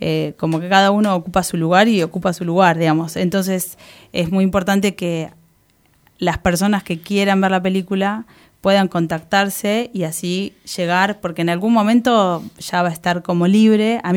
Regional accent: Neuquén, Argentina; A mí me gustaría personalmente ir a Neuquén, porque además de que está parte del grupo de familiares y amigos, es de donde yo vengo.

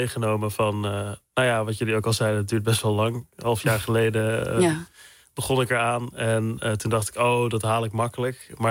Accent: Loon op Zand, North Brabant, Netherlands; Dus ja, wat kinderen in Loon op Zand kregen. Het dorp naast Zwankapelle waar ik vandaan kwam.

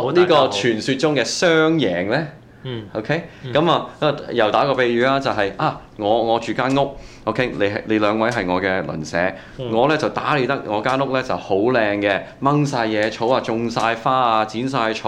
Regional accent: Canada; 我想我作為一個加拿大人，我愛我國家

